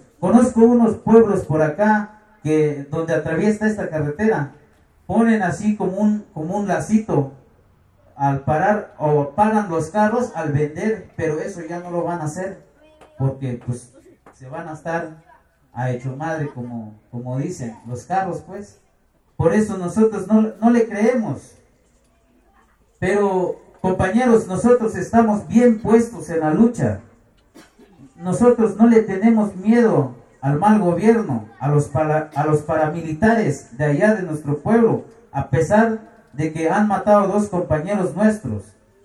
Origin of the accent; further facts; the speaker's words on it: San Sebastián Bachajón, Chiapas, Mexico; Spanish is a second language; Somos muy pocos de San Sebastián Bachajón que sabemos un poco el castellano.